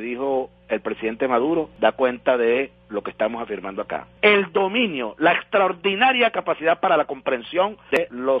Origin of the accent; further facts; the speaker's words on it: Venezuela; Nos felicitamos como venezolanos por este gran logro de tener